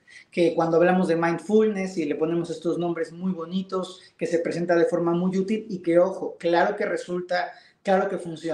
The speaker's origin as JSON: {"language": "Spanish", "country": "Mexico", "said": "En mi país, en México, la mayoría de las veces tiene que ver con un linaje que te heredan tus abuelos, tus padres, miembros de tu familia"}